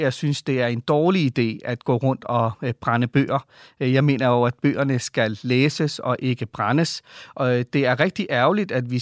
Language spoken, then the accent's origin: Danish; Valby, Capital Region of Denmark, Denmark; now in Ishøj, Denmark; De kom fra Pakistan. Og det meste af mit liv har jeg tilbragt i Valby, så jeg ser mig også som en Valby-dreng.